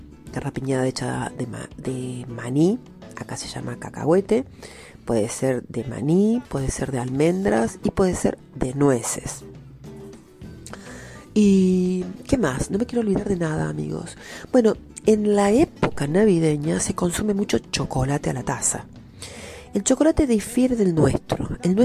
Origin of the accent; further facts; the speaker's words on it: Argentina; Más nosotros que somos argentinos, que tenemos otro estilo.